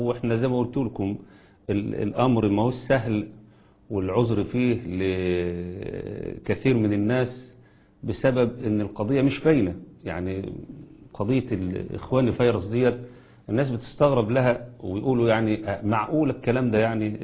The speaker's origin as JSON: {"language": "Arabic", "country": "Egypt", "said": "ما يحدث عندنا في مصر"}